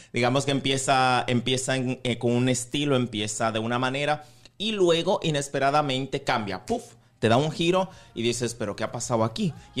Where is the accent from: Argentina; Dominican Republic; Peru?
Dominican Republic; now in Spain; como un dominicano más aquí en la comunidad española